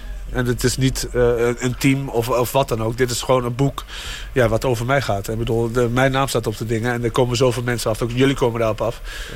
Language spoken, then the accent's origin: Dutch; Arnhem, Gelderland, Netherlands; ik kom uit Arnhem